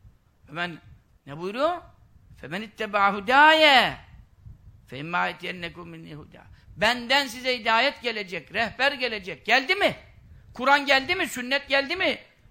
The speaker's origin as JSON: {"language": "Turkish", "town": "Görele", "region": "Giresun", "country": "Turkey", "lives_now": "Istanbul, Turkey", "said": "Şimdi benim oturduğum yerde Görele Mahallesi şeyde. Beykoz'da zaten de Göreleliyim. Mahalle de oraya düştüm."}